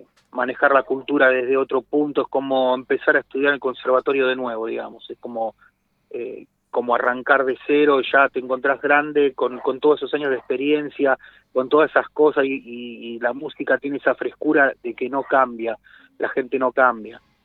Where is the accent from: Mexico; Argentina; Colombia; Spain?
Argentina; Lanús, Buenos Aires Province; somos todos oriundo de Zona Sur, de Lanús, Remedio de Escalada